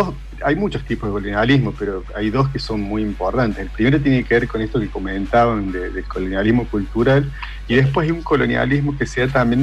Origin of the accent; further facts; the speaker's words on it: Argentina; lo que aspiramos ser como argentinos.